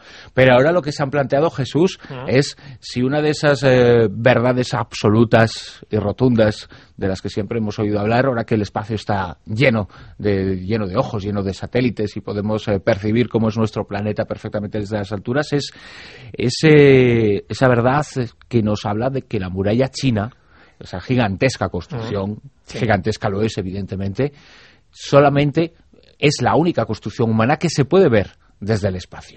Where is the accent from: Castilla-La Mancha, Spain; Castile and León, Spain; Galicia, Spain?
Galicia, Spain; born there; Como gallego de nacimiento, soy un baño de adopción, pero como gallego de nacimiento digo, depende.